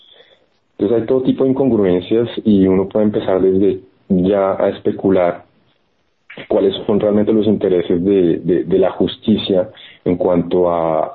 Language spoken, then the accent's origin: Spanish; Florencia, Caquetá, Colombia; en la ciudad, mi ciudad natal, en Florencia, que es la capital pues de la región, Caquetá